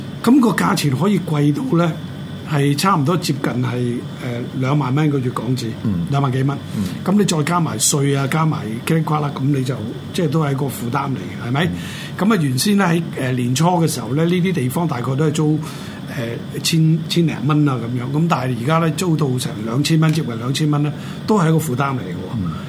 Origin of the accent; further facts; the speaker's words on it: Hong Kong; now in London, United Kingdom; 远少少嘅，譬如到我哋香港人都熟悉嘅呢、這个大球场咁啊